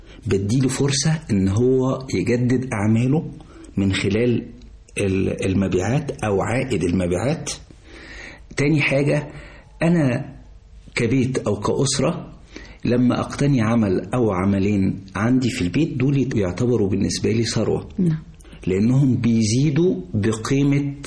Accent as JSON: {"language": "Arabic", "region": "Sharqia Governorate", "country": "Egypt", "said": "احنا عندنا في الشرقية مثلا بلد كاملة عايشة على زراعة البردي"}